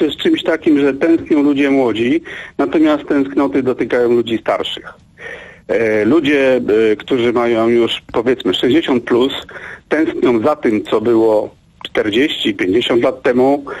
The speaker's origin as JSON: {"language": "Polish", "town": "Łódź", "region": "Łódź Voivodeship", "country": "Poland", "said": "Ja jestem łodzianinem i takie sytuacje były."}